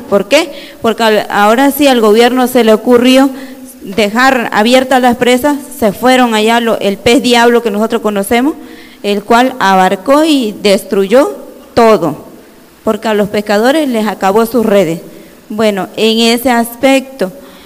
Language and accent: Spanish; Tabasco, Mexico; Soy de Tabasco.